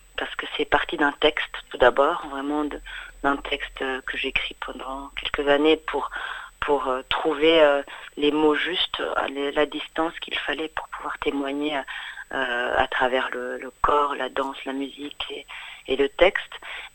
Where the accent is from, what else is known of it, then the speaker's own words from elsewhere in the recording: Rwanda; moved away; also born or lived in England; Moi, je suis partie du Rwanda à l'été 94.